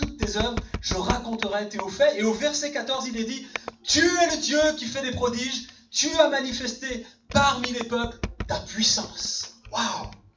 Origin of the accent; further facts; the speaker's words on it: Sète, Occitanie, France; born there; Je suis né en 1971 à Sète, dans la ville de Sète